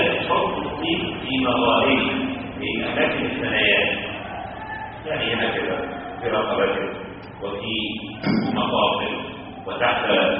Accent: Egypt; طب المشهور عندنا في مصر أنه لا يرفعون إلا في التكبيرة الأولى

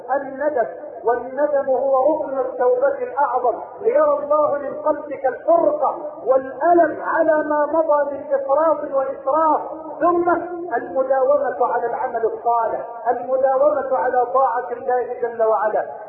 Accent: Egypt; اللهم اجعل بلدنا مصر واحة للامن والامان

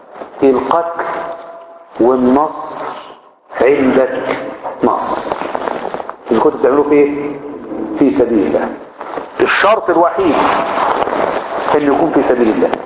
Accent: Egypt; احنا مصريين

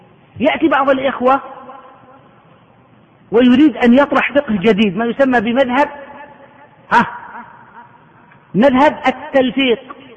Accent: Saudi Arabia; العقوبة عندنا في السعودية 6 أشهر سجن وفصل من العمل

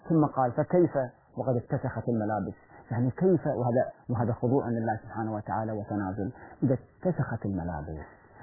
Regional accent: Egypt; المصريين طبيعتهم، وأنا مزاجي مصري

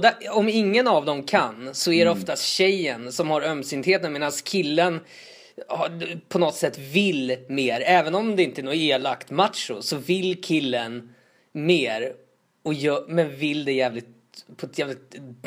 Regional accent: Tullinge, Stockholm County, Sweden; där jag växte upp i Tullinge

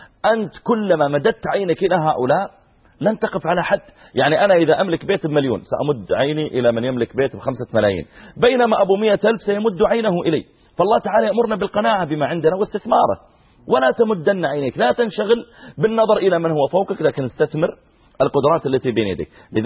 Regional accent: Saudi Arabia; وهو ايضا احنا نحمد الله تعالى عندنا في السعوديه تعليم بالمجان

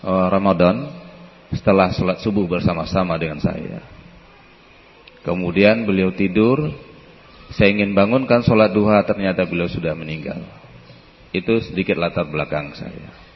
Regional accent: West Sumatra, Indonesia; Jaya diartikan adalah karena saya berasal dari Sumatera Barat.

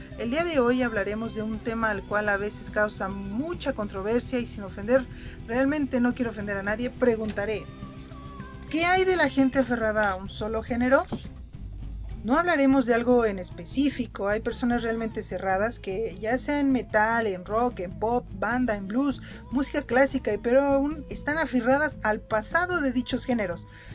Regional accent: State of Mexico, Mexico; born there; nací en el Estado de México, en un lugar llamado Prados de Catepec.

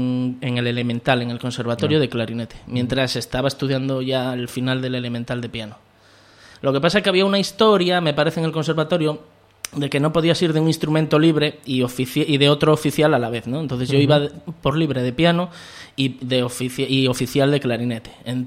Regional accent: Luanco, Asturias, Spain; moved away as an adult; also born or lived in Avilés; now in Oviedo, Spain; Me vine a Oviedo, pues a los 18, me vine a estudiar al conservatorio de Oviedo y tal, pero bueno, toda la infancia y adolescencia la pasé entre Luanco y Avilés.

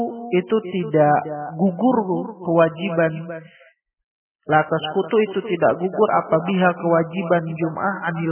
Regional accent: Java, Indonesia; Tapi kita ya orang Jawa, tapi kita ya orang desa kita lah begitu. KTP-nya juga bukan di sini kan begitu.

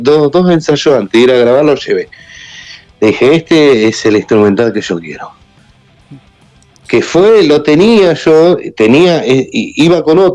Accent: Argentina; Yo estuve ahí, yo estuve, como argentino, yo estuve ahí, presente.

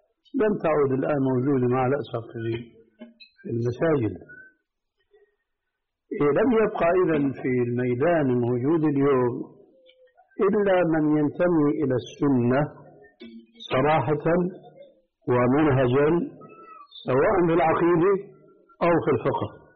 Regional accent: Syria; أما جماهير الناس كما يقولون عندنا في سوريا هاتي له امشي

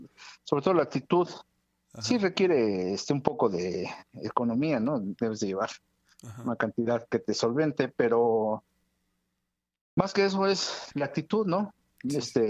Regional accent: Mexico City, Mexico; Soy chilango, de aquí del Distrito Federal. Tengo 58 años.

